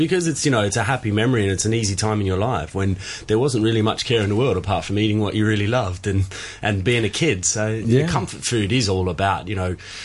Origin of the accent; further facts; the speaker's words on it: Landsborough, Victoria, Australia; also born or lived in Ararat; I grew up in Victoria, very close to where Michael's from as well. So I was born in a country town in Victoria called Ararat, and I grew up in a smaller country town called Landsborough, which was like 45 minutes from Ararat.